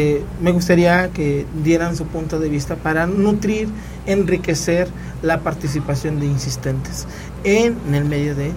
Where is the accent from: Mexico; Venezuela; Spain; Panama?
Mexico; como ciudadanos, no miembros, como ciudadanos mexicanos, debemos.